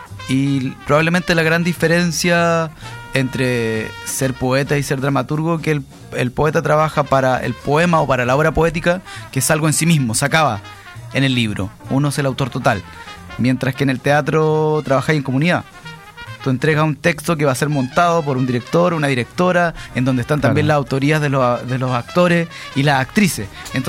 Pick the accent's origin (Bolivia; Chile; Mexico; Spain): Chile; La Caro, Santiago Metropolitan; para mí es súper importante porque yo nací acá en La Caro.